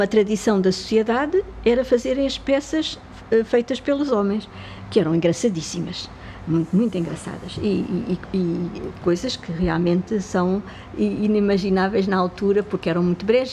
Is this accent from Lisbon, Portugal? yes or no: yes; Lisbon, Portugal; born there; Ajuda, no Recruzeiro da Ajuda, precisamente, na rua onde eu nasci